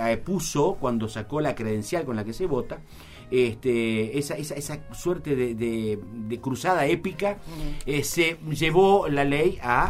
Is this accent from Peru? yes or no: no; Uruguay; Pudimos, digo, como uruguayo